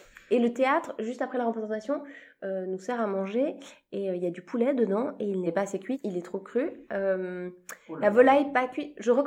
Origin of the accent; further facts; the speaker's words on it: Switzerland; Donc moi je suis suisse, j'ai commencé ma carrière en Suisse et j'ai toujours d'ailleurs une carrière en Suisse.